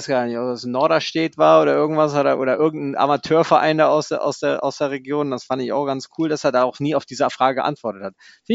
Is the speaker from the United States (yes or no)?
yes; United States; now in Bonn, Germany; ich bin ein Amerikaner, der in Bonn lebt